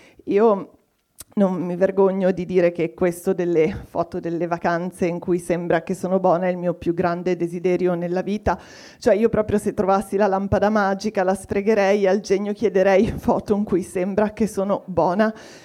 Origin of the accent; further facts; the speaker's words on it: Liguria, Italy; born there; now in Milan, Italy; però io sono nata a Ligure, quindi sono particolarmente oculata nei confronti dei soldi che escono dalle mie tasche, ma vivo anche a Milano da 20 anni